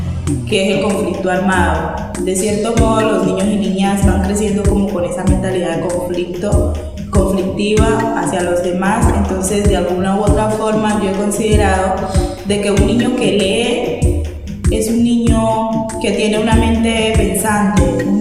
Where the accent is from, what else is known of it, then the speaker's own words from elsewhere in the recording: Roberto Payán, Nariño, Colombia; vengo del municipio de Roberto Payán